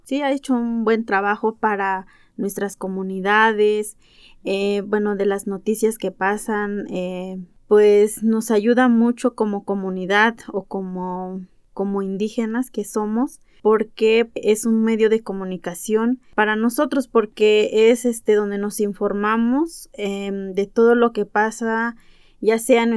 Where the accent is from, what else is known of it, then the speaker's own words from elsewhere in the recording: Ayotuxtla, Hidalgo, Mexico; Yo soy de la comunidad de Ayotuxtla y soy otomí. Vengo del municipio de Tezcatepec.